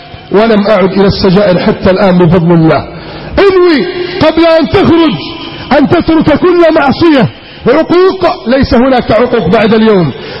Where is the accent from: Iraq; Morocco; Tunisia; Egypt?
Egypt; اللهم احفظ بلدنا مصر من كيد الكائدين وحقد الحاقدين وتربص الظالمين.